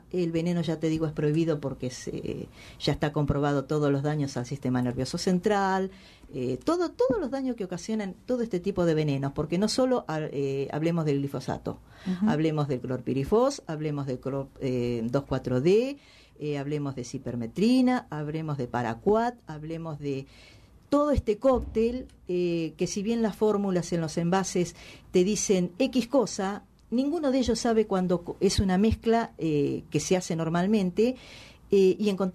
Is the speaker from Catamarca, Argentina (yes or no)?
no; San Agustín, Buenos Aires, Argentina; Soy del distrito de Balcarce, del pueblo de San Agustín, donde somos aproximadamente 500 habitantes. Zona sojera, de papa, cosechan trigo, maíz